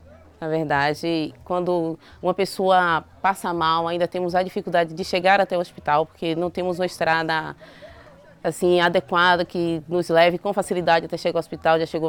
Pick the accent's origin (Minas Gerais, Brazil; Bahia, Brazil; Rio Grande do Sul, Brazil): Bahia, Brazil; sou daqui da comunidade do Caonge, sou professora aqui da minha comunidade.